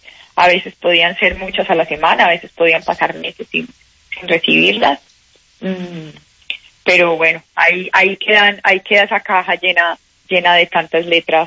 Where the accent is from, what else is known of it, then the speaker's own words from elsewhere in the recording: Colombia; en mi carrera siempre he vivido como cualquier colombiano tratando de crear empresa